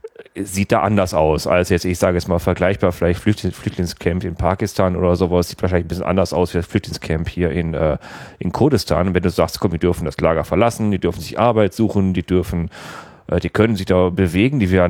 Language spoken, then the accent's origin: German; Germany; komm, wir Deutschen, wir stellen uns natürlich ziemlich